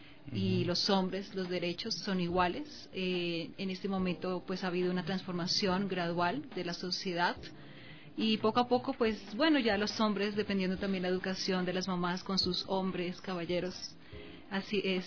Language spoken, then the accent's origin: Spanish; Colombia; si considero que yo soy mujer, soy de Colombia